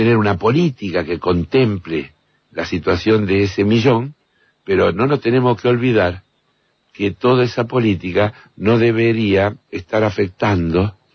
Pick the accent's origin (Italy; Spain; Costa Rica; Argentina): Argentina; ¿cuántos somos los argentinos?